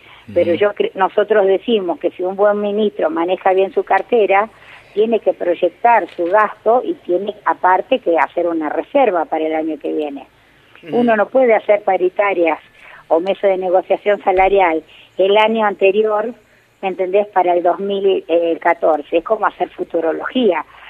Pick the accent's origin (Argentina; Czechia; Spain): Argentina; Santa Fe; yo soy de otra provincia, soy de provincia de Santa Fe.